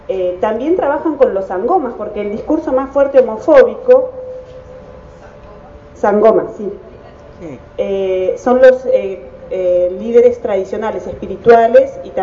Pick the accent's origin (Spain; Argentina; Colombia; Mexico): Argentina; La Plata, Buenos Aires Province; soy de La Plata. Volví de Sudáfrica ahora en diciembre y estoy acá desde diciembre.